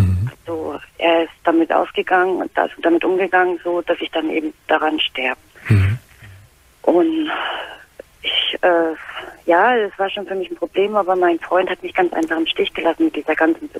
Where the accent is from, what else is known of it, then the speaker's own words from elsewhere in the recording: Winzer, Bavaria, Germany; Ja, also ich komme aus Winter, das ist bei Deggendorf.